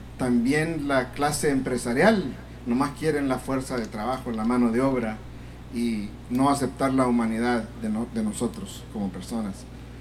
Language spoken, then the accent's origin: Spanish; El Salvador; yo soy salvadoreño y ya estoy viejo. Viví, joven. Viví todo el tiempo que pasó la guerra en El Salvador